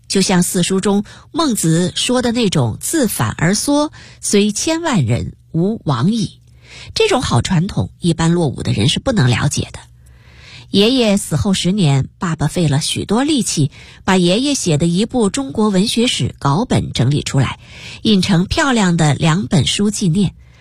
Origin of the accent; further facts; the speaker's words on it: Taiwan; also born or lived in United States; 我出生在美国，回台湾后由于老爸不喜欢台湾，所以坚决不给我办台湾户口